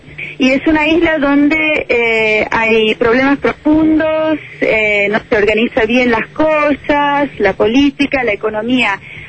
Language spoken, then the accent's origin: Spanish; United States; Yo soy norteamericana, pero soy hija de padres argentinos.